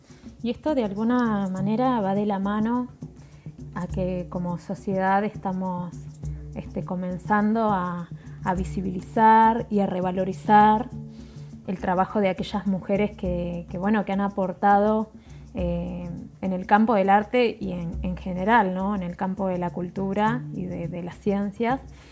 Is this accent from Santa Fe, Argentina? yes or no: no; Concordia, Entre Ríos, Argentina; now in Paraná, Argentina; soy de Concordia, pero vivo en Paraná hace muchos años.